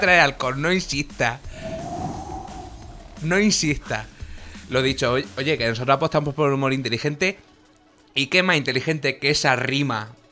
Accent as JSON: {"language": "Spanish", "country": "Argentina", "said": "yo soy el analista argentino que trata de analizar a toda esta panda de boludos."}